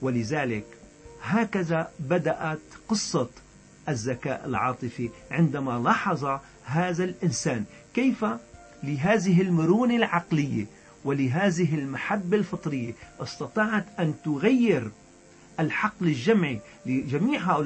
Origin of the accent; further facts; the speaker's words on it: Syria; يعني بلهجتنا نحن السوريين.